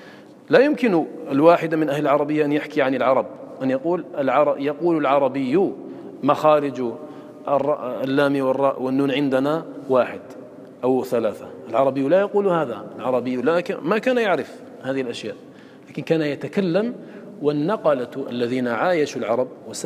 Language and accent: Arabic; Algeria; إنما حفظ عندنا في الجزائر